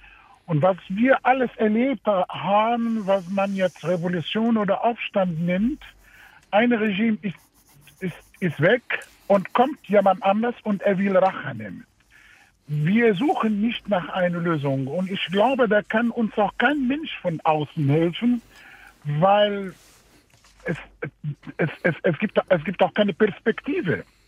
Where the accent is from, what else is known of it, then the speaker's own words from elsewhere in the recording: Tunisia; Ja, ich komme aus Tunesien